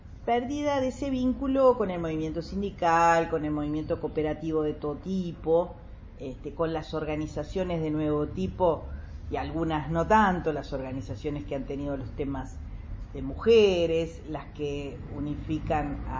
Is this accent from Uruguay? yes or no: yes; Uruguay; como todo uruguayo, así somos directores técnicos, así somos psicólogos